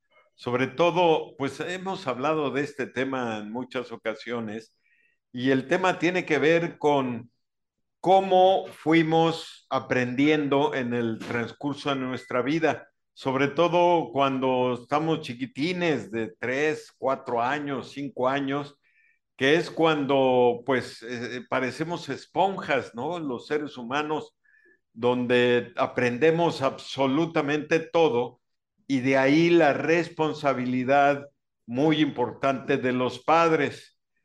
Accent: Mexico City, Mexico; Yo recuerdo estos sábados de gloria en mi infancia en la Ciudad de México

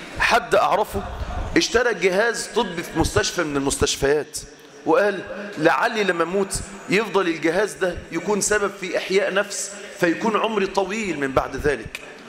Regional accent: Egypt; إحنا من أهل مصر كأهل مصر

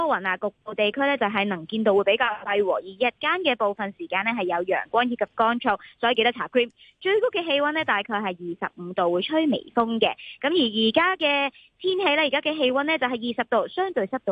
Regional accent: Hong Kong; 我哋香港人

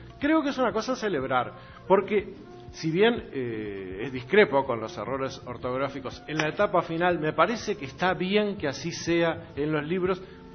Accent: Uruguay; Uno puede ir como uruguayo por el mundo y decir, yo vengo de un clima que tiene cuatro estaciones.

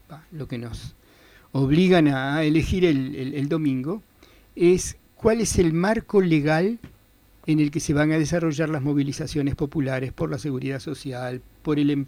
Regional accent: Uruguay; hay una cosa muy curiosa que como uruguayos deberíamos recordar o hablar con nuestros padres

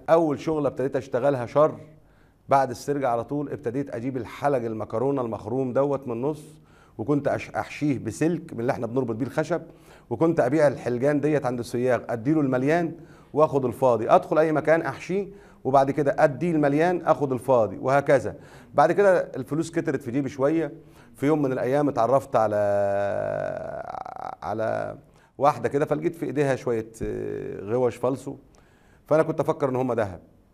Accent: Minya, Minya Governorate, Egypt; في البلوكات البيض عندنا في المنيا،

